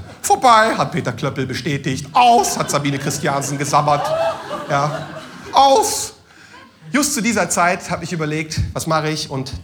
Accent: Turkey; Ja klar, ich bin Türke.

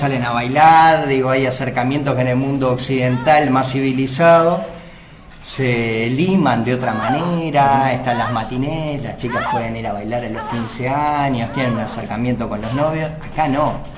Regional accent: Uruguay; vio cómo somos los uruguayos en ese sentido.

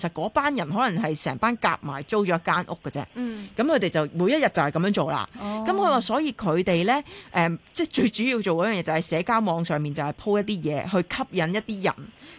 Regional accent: Hong Kong; 因为你知道我哋香港人呢通常而家全部都宅男宅女咁㗎嘛

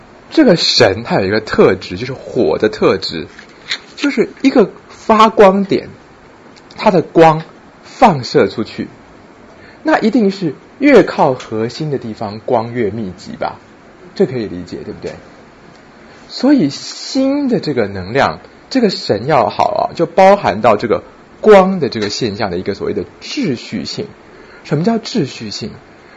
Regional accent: China; 像我们中国人要恢复赤子之心

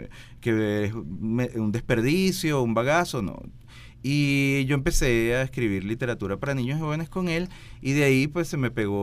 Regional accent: Puerto Cabello, Carabobo, Venezuela; Yo soy de Puerto Cabello, mi papá nos traía a Caracas

